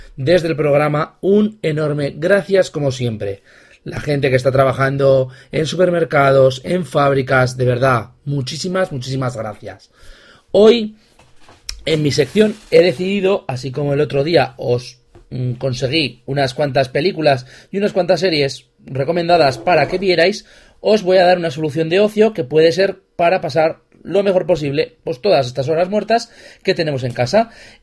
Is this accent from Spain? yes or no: yes; Zaragoza, Aragon, Spain; Los que somos de Zaragoza y nos gustan las escape rooms